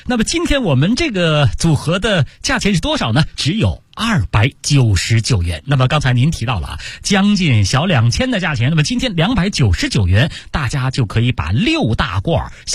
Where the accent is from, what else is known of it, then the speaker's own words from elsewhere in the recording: Beijing, China; 尤其咱们北京人呢又特别爱喝茉莉花茶